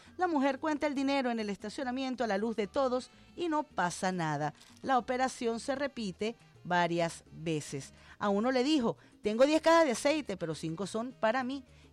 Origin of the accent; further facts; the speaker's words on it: Venezuela; como soy venezolana yo